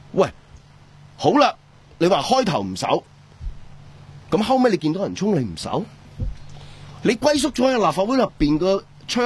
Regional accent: Hong Kong

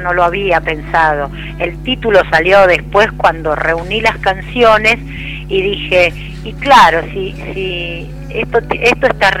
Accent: Mendoza, Argentina; born or raised there; also born or lived in Quilmes

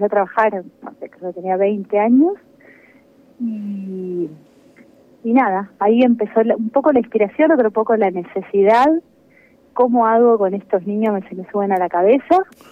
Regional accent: Argentina; sí, somos latinos, argentinos, y eso siempre se escucha, se siente

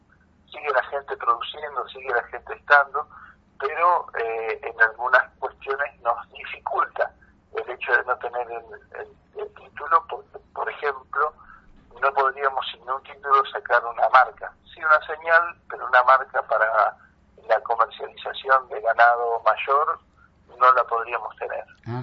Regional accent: Bolívar, Buenos Aires Province, Argentina; yo vengo de la provincia de Buenos Aires. También de familias campesinas, pero campesinas sin tierra. Gente de peones de campo y demás, del centro de la provincia de Buenos Aires, de Bolívar.

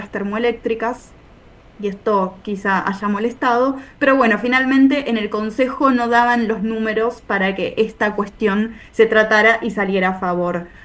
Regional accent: Brandsen, Buenos Aires Province, Argentina; yo soy particularmente de Bransen, pero no todos somos de Bransen

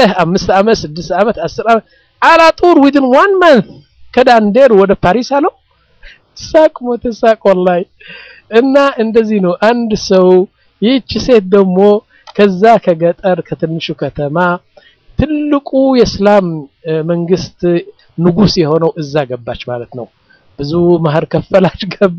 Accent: Mendefera, Debub, Eritrea; moved away; also born or lived in Sudan; አሁን መንደፈራ የምትባለው ከተማ እኔ ያደኩባት 50 ሺህ ሰዎች ያሏት ነው ዋና ከተማ አይደለችም ያኔ ትንሽ ከተማ ነች እዛ ነው ያደኩት

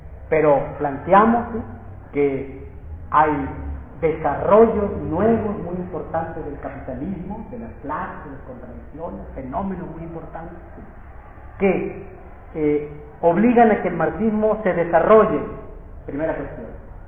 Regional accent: Sinaloa, Mexico; yo soy de Sinaloa, y desde niños a nosotros, pues violencia y violencia, ¿no?

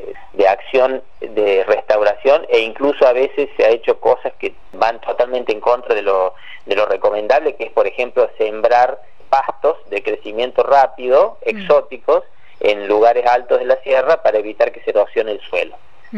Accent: Córdoba, Argentina; yo soy de Punilla y ya lo he vivido de chico a eso, ¿no? De ver esa corona de fuego sobre la sierra, porque yo vivía ahí en la falda, cerca de pegadito a la sierra

